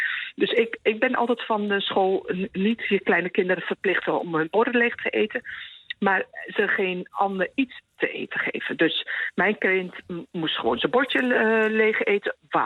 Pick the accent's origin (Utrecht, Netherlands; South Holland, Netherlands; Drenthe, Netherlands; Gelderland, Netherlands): Gelderland, Netherlands; Winterswijk; born there; Ik ben Marokkaanse geboren in Winterswijk.